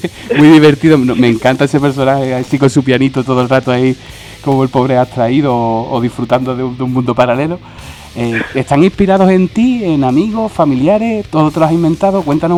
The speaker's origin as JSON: {"language": "Spanish", "town": "Cádiz", "region": "Andalusia", "country": "Spain", "said": "Yo soy de Cádiz, que se me nota por el acento, y allí lo compraba perfectamente sin problemas."}